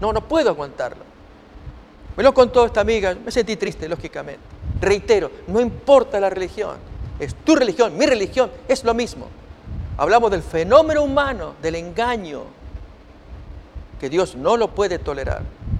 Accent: Argentina; Esto le ocurrió a mi hermano años atrás. Trabajaba allí en mi país, Argentina, en un servicio de café

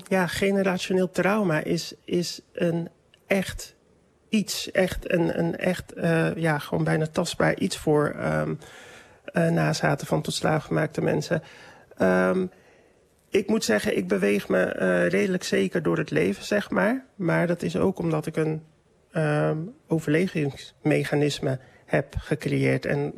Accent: Dordrecht, South Holland, Netherlands; En ik ben een Dordtenaar, een importdordtenaar. Ik woon hier mijn hele leven.

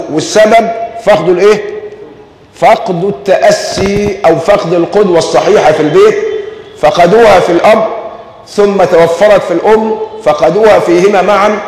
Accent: Egypt; حتى عندنا كمصريين دمنا خفيف، عندنا إفهات كثيرة

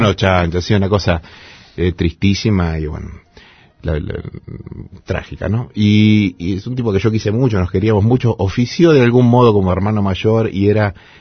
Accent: Lincoln, Buenos Aires Province, Argentina; Mi pueblo en Lincoln fue bastante pionero con el tema de la radio y también de la televisión por cable

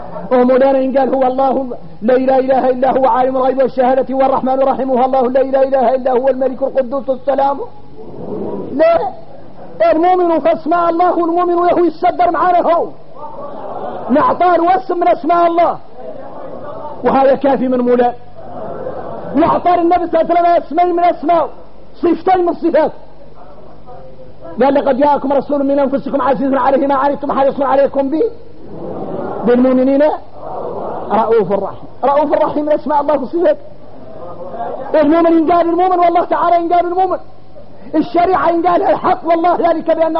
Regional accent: Mauritania; تعرفوا اللي يقولوا احنا موريتاني يقولوا صالح من الصالح

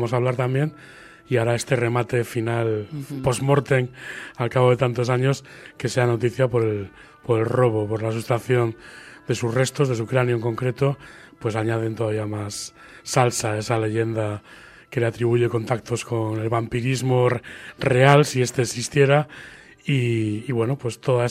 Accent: Santander, Cantabria, Spain; la trayectoria de los últimos años ha centrado en esta mi ciudad natal.

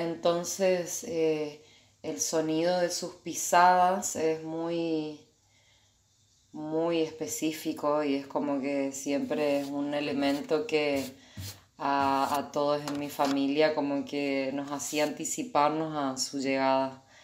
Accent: Corrientes, Argentina; Yo soy de Corrientes Capital, nací y me crié allá.

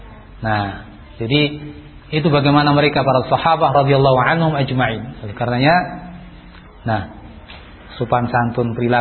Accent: Java, Indonesia; Ini karena saya orang Jawa jadi bahasanya bahasa Jawa

